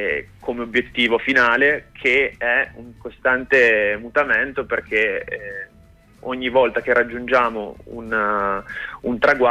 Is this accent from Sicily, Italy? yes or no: no; Piedmont, Italy; Io non sono proprio di Torino, sono vicino Cuneo, però comunque diciamo che musicalmente posso identificarmi nella scena torinese